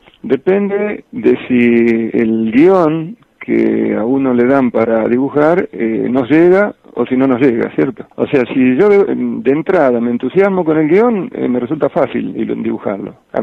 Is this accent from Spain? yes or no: no; Villa Ramallo, Buenos Aires Province, Argentina; moved away as an adult; Mi primer trabajo se demoró un poco ante mi llegada a Buenos Aires. O sea, yo llego a los 18 años y reboto entusiastamente en varias editoriales con los dibujos que traía de mi pueblo, que es Villa Ramallo.